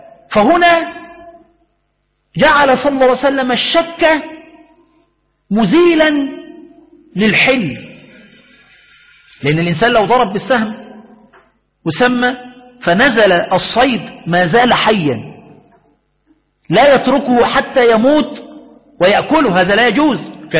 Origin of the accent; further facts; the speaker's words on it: Egypt; وهذا المسألة معروف عندنا في مصر